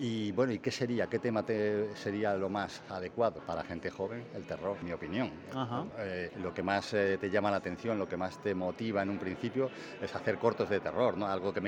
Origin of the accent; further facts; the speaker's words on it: Cuacos de Yuste, Extremadura, Spain; now in A Estrada, Spain; Mira, yo no soy natural de Estrada. Ajá. Verdaderamente soy extremeño.